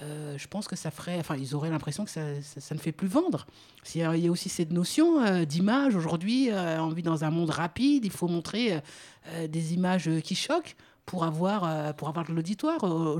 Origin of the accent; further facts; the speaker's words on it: France; je suis français